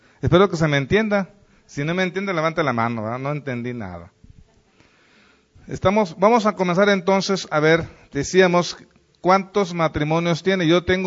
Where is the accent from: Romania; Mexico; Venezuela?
Mexico; Como mexicanos, ahí está la ley.